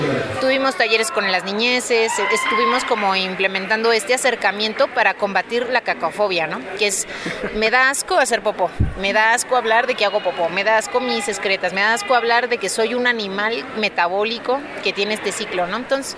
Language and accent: Spanish; Oaxaca, Mexico; yo vengo del territorio de Oaxaca, ¿no? Y allá, pues, el tema de las pipas de agua se ha disparado, ¿no?